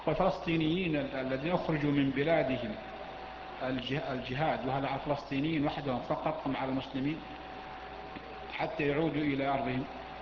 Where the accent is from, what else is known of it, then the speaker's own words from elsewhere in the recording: Mecca, Makkah Province, Saudi Arabia; مكة عندنا في مكة نفس الشيء، تأتي السيول ونغرق في شبر ماء كما يقال